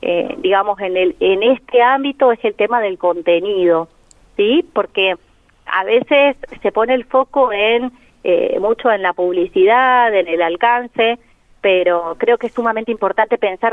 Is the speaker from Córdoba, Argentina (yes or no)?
yes; Córdoba, Argentina; now in La Pampa, Argentina; yo soy de Córdoba, apenas me vine a vivir acá, empecé a trabajar con redes sociales y esto ya hace 10 años.